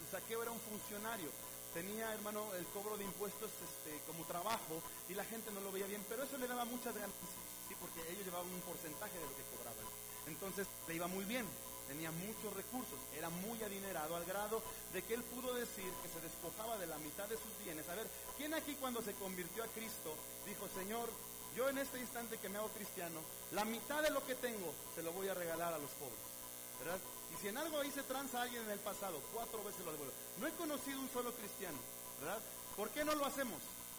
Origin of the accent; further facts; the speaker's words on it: Mexico; Es un problema que como mexicanos tenemos en nuestros gobiernos, hermano.